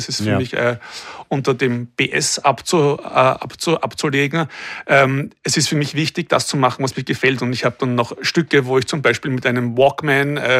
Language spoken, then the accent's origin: German; Vienna, Austria; Es braucht einen Schmäh, wir kommen aus Wien.